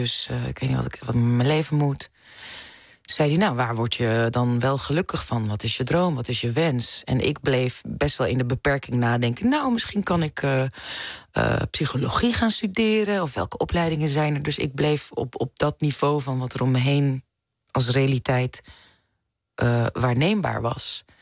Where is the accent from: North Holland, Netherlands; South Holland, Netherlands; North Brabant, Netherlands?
North Holland, Netherlands; Amsterdam; also born or lived in Zaandam; Als vrouw van kleur die een artiest is, geboren en getogen in Amsterdam en Zaandam.